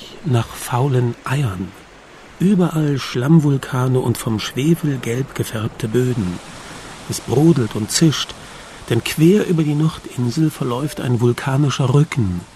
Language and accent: German; Cologne, North Rhine-Westphalia, Germany; Naja, als Kölner bin ich es ja gewohnt, mich zu verkleiden.